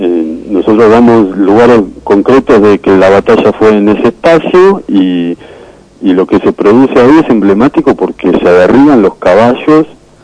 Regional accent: Argentina; nosotros como argentinos podamos derribar las barreras fronterizas

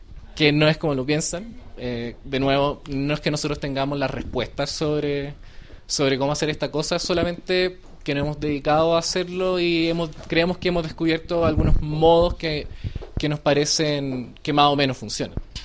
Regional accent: Santiago, Santiago Metropolitan, Chile; Vengo de Chile, de Santiago.

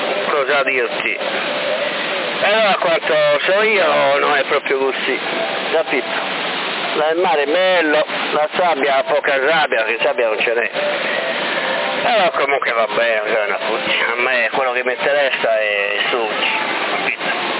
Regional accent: Sorso, Sardinia, Italy; Io sono di Sorso, non sono di Sassari.

